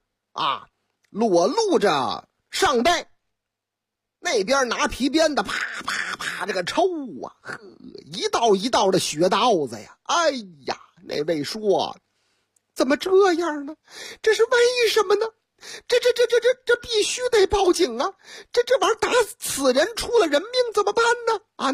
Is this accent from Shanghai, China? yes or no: yes; Shanghai, China; 你看我老家嘛，哎，俺的老家上海人心就是细